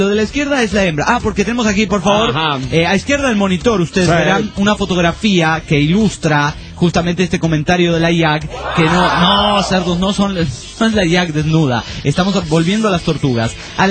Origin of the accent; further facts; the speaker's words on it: Guatemala; Señores de la Gran María de Tijuana … de Guatemala.